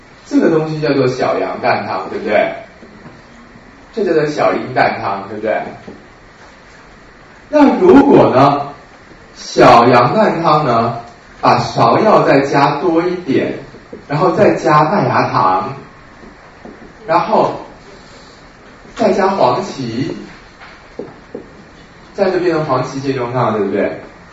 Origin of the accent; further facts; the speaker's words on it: Guangdong, China; 像我们广东人很喜欢两个村庄械斗啊